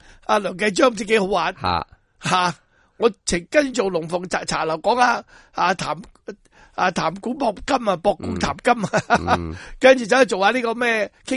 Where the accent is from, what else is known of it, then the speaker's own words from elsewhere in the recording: Hong Kong; 我哋香港人做一件好事得